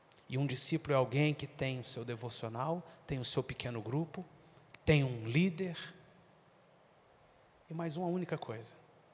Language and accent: Portuguese; Minas Gerais, Brazil; Se eu fosse baiano, seria mais fácil. Mas eu sou mineiro. Mineiro é muito desconfiado.